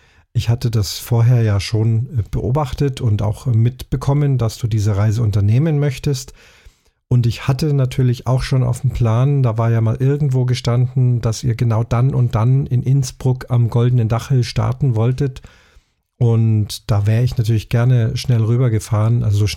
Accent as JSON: {"language": "German", "town": "Munich", "region": "Bavaria", "country": "Germany", "tie": "born or raised there", "said": "alles, was beschrieben ist, von München, meiner Heimatstadt, angefangen."}